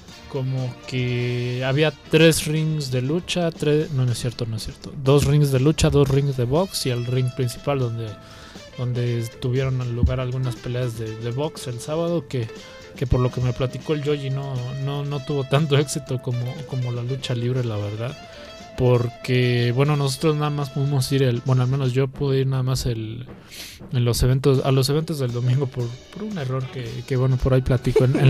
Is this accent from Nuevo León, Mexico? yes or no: yes; Monterrey, Nuevo León, Mexico; sobre todo siendo acá paisa de un servidor regiomontano